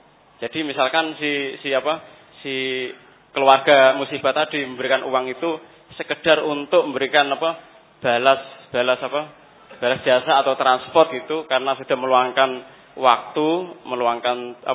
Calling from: Bulu, East Java, Indonesia; Kami dari Bulu, Kecamatan Bancar, Tuban. Dari Tuban tetangga kecamatan sama Bapak tadi yang bertanya tadi.

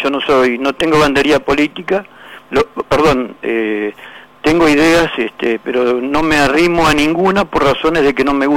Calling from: Llavallol, Buenos Aires Province, Argentina; de Lavallol, buen día, mucho gusto.

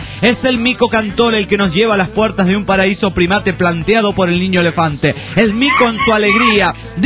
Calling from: La Paz, Baja California Sur, Mexico; de La Paz, Baja California.

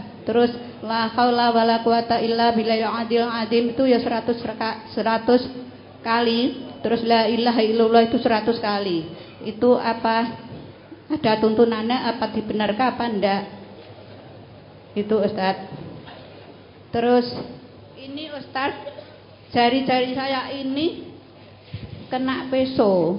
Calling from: Ambarawa, Central Java, Indonesia; dari Ambarawa, Semarang, Baran Gembiang.

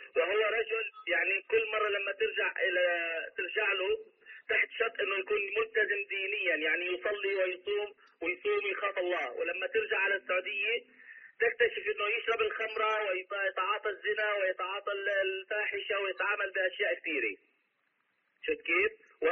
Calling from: Portland, Oregon, United States; نحن السؤال من هون، من أنا من أمريكا بتكلم

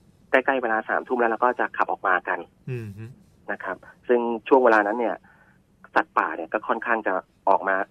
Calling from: Bangkok, Thailand; ย่านเกษตรนวมินทร์ครับผม

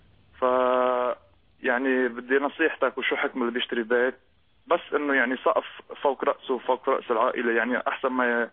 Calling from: Australia; أنا عم بحكيك من أستراليا،

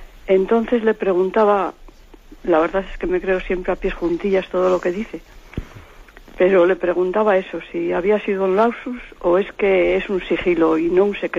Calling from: Palencia, Castile and León, Spain; de Palencia.

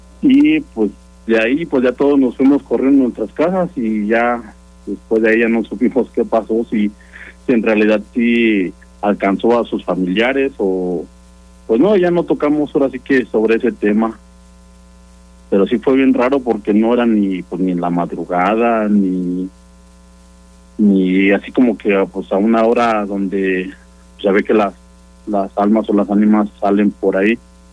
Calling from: Celaya, Guanajuato, Mexico; De Celaya.

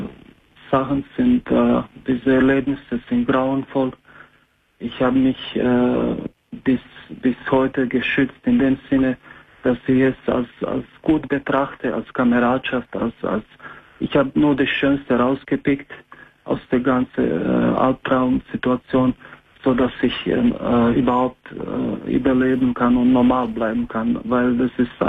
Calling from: Croatia; German is a second language; moved away

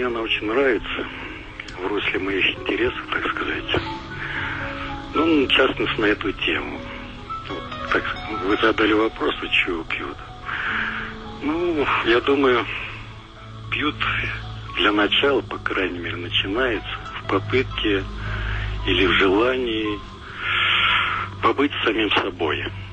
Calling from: Samara, Samara Oblast, Russia; Я из Самары.

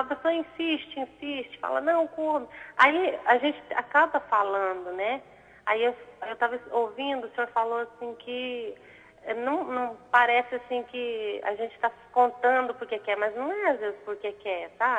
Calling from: Araguari, Minas Gerais, Brazil; Eu falo de Araguari, Minas Gerais.

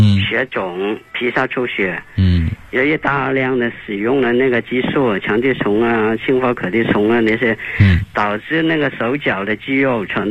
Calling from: Guangzhou, Guangdong, China; 我是广州的一位老学员。今年19岁。

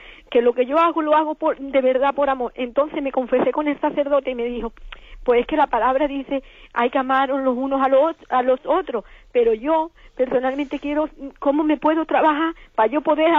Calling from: Málaga, Andalusia, Spain; de Málaga.

